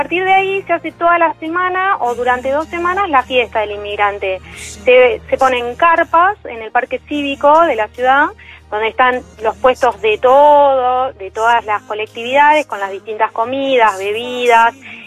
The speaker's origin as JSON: {"language": "Spanish", "town": "Berisso", "region": "Buenos Aires Province", "country": "Argentina", "said": "No, yo soy de Berisso."}